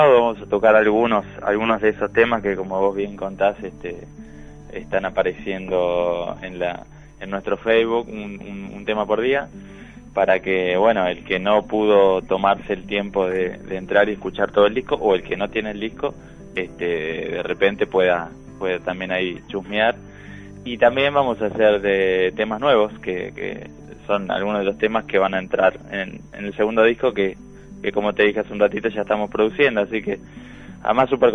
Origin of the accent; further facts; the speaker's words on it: Buenos Aires, Argentina; also born or lived in Santa Fe / Paraná / La Plata; nací en Santa Fe, sí. Pero bueno, me fui muy chiquito, hice el preescolar en Paraná, en Entre Ríos, y después me vine para Buenos Aires y después a La Plata.